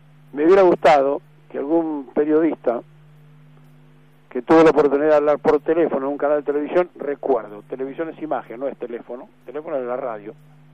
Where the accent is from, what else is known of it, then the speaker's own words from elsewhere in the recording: Argentina; seguiremos siendo sufrientes argentinos, hartos, cansados